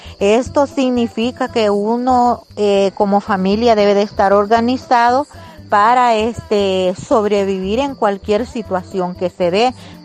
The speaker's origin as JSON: {"language": "Spanish", "town": "Izalco", "region": "Sonsonate", "country": "El Salvador", "said": "soy del departamento de Sonsonate y municipio de Izalco."}